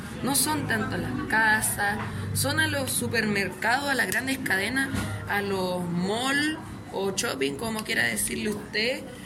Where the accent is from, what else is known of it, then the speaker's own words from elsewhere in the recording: La Florida, Santiago Metropolitan Region, Chile; soy acá de la Florida, de territorios periféricos, de lo que es la ciudad de Santiago